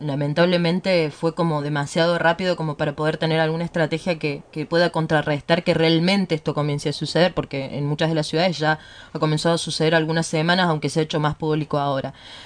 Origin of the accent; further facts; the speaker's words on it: Córdoba, Argentina; yo salgo a caminar a la noche por mi pueblo, yo soy de una de las ciudades de Sierras Chicas